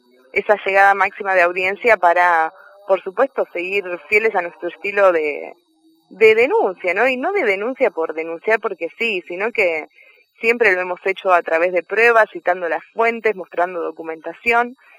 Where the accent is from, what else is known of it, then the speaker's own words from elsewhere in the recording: Buenos Aires, Argentina; de hecho yo vengo de Buenos Aires